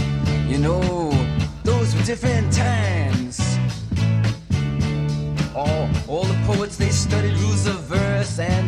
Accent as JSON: {"language": "French", "country": "Belgium", "said": "nous, on est belges, Alex et moi"}